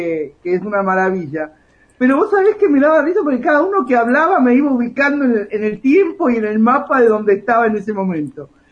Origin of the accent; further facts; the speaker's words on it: Chacarita, Buenos Aires, Argentina; born there; also born or lived in Villa Ballester; now in Bariloche, Argentina; Vivo en Bariloche desde hace 5 años, nací en Chacarita, mi madre mendocina, y cuando me vine acá viví en Villa Ballester